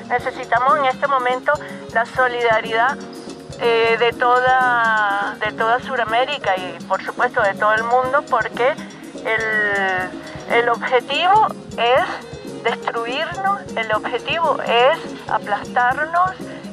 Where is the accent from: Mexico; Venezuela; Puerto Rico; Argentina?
Venezuela; Bueno, en Venezuela, en mi país, estamos en una resistencia también.